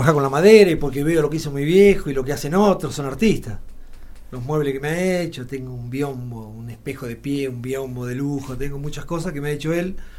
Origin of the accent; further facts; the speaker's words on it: Alpachiri, La Pampa, Argentina; De Alpachiri. Uh-huh. Siempre, sí.